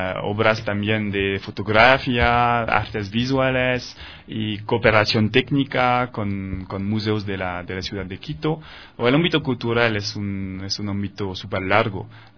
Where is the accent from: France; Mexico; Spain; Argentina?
France; Spanish is a second language; now in Ecuador